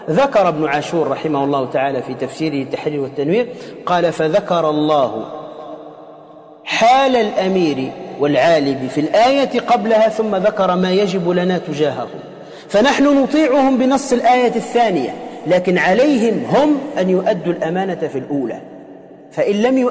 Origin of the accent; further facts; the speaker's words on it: Tunisia; ممن هو مشهور عندنا في تونس